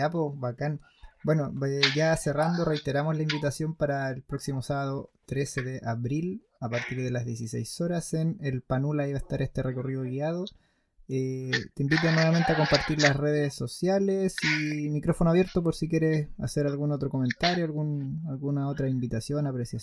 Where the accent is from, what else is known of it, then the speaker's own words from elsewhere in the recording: Santiago, Santiago Metropolitan Region, Chile; yo no vivo en Santiago, el otro día estuve por allá y igual nací y me crié en Santiago.